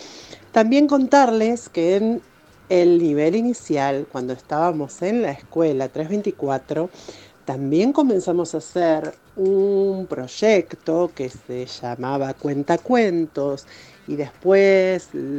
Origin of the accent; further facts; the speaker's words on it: Castelar, Buenos Aires Province, Argentina; Somos de Castelar, de la provincia de Buenos Aires.